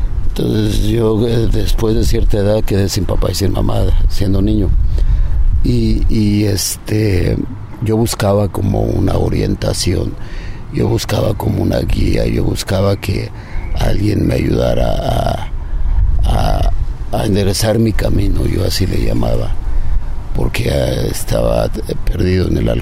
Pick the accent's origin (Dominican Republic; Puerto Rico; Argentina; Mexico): Mexico; State of Mexico; crecí en un pueblo. Yo nací en la Ciudad de México, pero mis padres me llevaron al estado, que son pueblos. Era un pueblo, era como un barrio, pero no un barrio de ciudad, sino un barrio de donde hay una casa por aquí, otra casa por allá